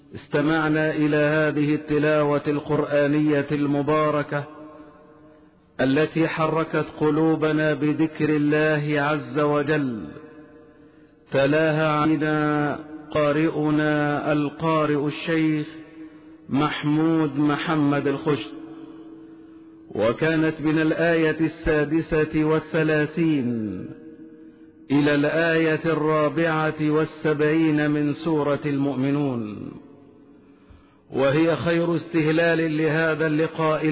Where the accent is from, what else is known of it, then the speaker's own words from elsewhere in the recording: Egypt; واحفظ بلدنا مصر واجعلها سخاء رخاء وسائر بلاد المسلمين